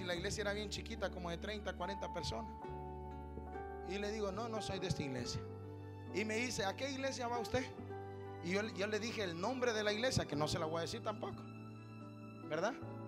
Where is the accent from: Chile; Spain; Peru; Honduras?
Honduras; En mi país, en Honduras, y este mensaje lo van a oír en Honduras. En mi país, Honduras